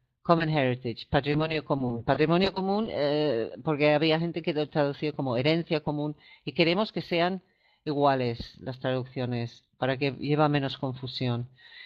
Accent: England, United Kingdom; Spanish is a second language; yo que soy inglesa

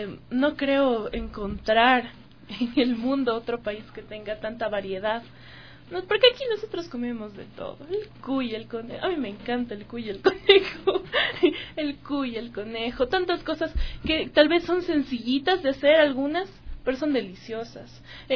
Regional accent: Ecuador; yo me voy al mercado y me como un hornado súper rico, y eso se hace en mi país, se hace en mi tierra.

